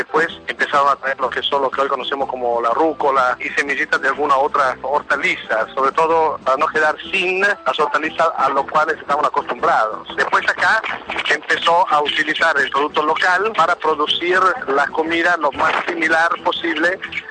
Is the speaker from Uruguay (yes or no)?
no; Italy; cocinero italiano.